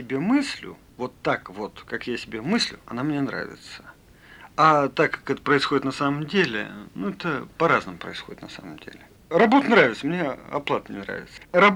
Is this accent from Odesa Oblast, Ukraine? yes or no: no; Kharkiv, Kharkiv Oblast, Ukraine; also born or lived in Voronezh, Russia; Родился я в Воронеже. Вот. А спустя год моя мама переехала обратно к своему мужу, к моему отцу, в Харьков.